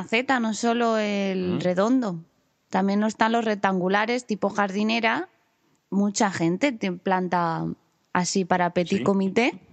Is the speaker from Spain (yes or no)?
yes; Catalonia, Spain; Sí, pero a los catalanes no nos gana nadie de cabezones también